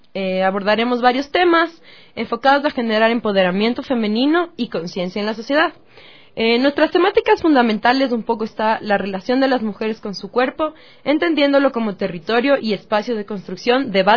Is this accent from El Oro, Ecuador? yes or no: no; Quito, Pichincha, Ecuador; como mujeres quiteñas, como mujeres que vivimos en un sector determinado, que es la ciudad de Quito